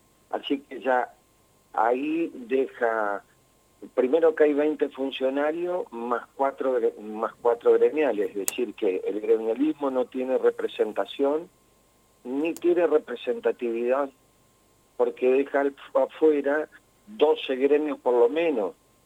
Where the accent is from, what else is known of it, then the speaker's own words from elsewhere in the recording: Santa Fe, Argentina; a ningún santafesino nos explicó en qué nos iba a beneficiar